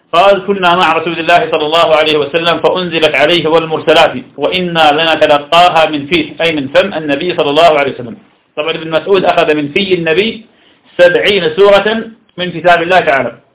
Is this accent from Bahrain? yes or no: no; Ramadi, Al Anbar, Iraq; الذي عندنا في الرمادي